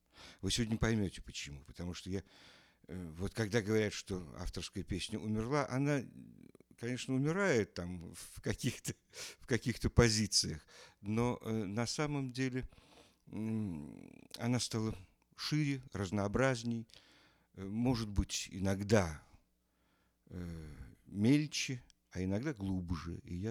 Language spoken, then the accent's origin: Russian; Kyiv, Ukraine; Я киевлянин, вы понимаете.